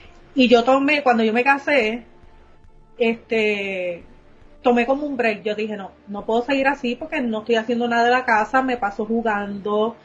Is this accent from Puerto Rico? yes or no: yes; Coamo, Puerto Rico; also born or lived in Aibonito; yo nací en Aibonito, me crié en Coamo Arriba